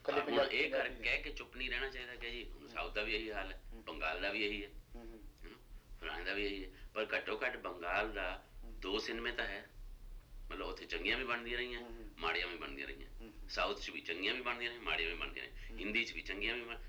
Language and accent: Punjabi; Punjab, India; moved away as an adult; also born or lived in Delhi / Pune; now in Mumbai, India; ਮੈਂ 70 'ਚ ਪੰਜਾਬ ਤੋਂ ਆ ਗਿਆ, ਦਿੱਲੀ ਰਿਹਾ ਨੈਸ਼ਨਲ ਸਕੂਲ ਡਰਾਮਾ, ਉੱਥੇ ਕਲਾਸ 'ਚ ਅੰਗਰੇਜ਼ੀ ਹਿੰਦੀ, ਫਿਰ ਪੂਨਾ ਚਲਿਆ ਗਿਆ ਉੱਥੇ ਵੀ ਅੰਗਰੇਜ਼ੀ ਹਿੰਦੀ, ਫਿਰ ਬੰਬੇ ਰਹਿੰਦਾ ਸੀ